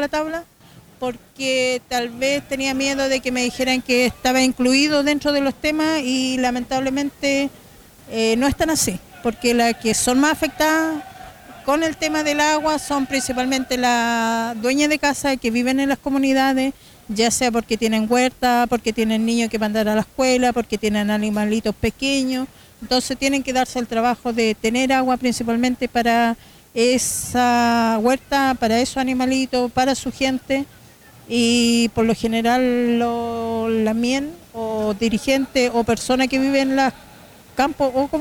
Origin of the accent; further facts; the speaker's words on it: Temuco, Araucanía, Chile; Vengo de Temuco y soy parte de la Casa Autogestionada de Mujeres de Gulumapu